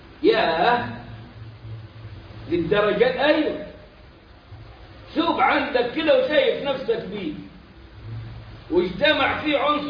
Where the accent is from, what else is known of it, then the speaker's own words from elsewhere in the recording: Egypt; وهذا مفتاح كلامنا كمصريين بنسبة فوق 90 كده بشوية